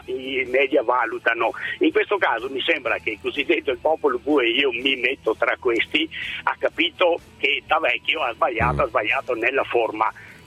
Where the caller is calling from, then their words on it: Padua, Veneto, Italy; Buongiorno, sono da Padova.